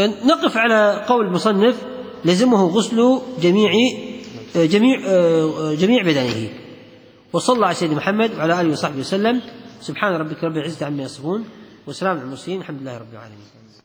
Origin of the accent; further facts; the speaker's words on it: Kuwait; نفس العجين البر عندنا بالكويت ريحة ريحة المني